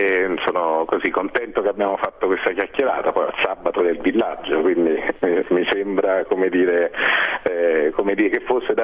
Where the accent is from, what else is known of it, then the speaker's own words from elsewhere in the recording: Naples, Campania, Italy; noi siamo napoletani praticamente tutti